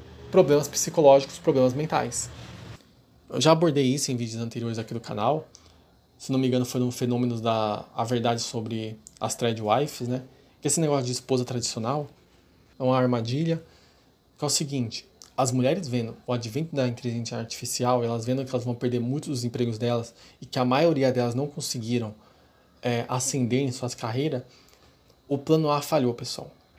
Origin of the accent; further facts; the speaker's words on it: São Paulo, Brazil; Eu sou de São Paulo, pessoal.